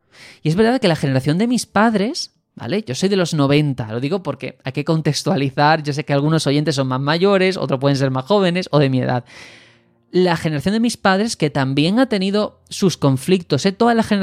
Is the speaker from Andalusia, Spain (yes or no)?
yes; Algeciras, Andalusia, Spain; también soy del extrarradio, que soy de Algeciras, una ciudad que tiene sus cosas buenas, ¿vale? Pero es conocida, si la veis por la televisión, probablemente en el 90% de casos sea por el narcotráfico.